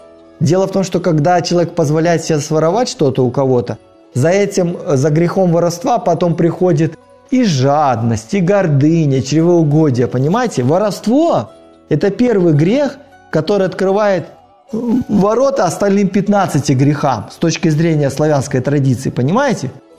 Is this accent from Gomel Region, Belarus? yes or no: yes; Gomel, Gomel Region, Belarus; born there; Вот я родился в Белоруссии, и рядом с тем городом, где я родился, Гомелем